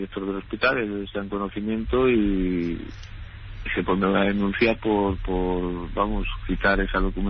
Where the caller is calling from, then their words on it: Valencia, Valencian Community, Spain; Mire, yo le llamo desde Valencia.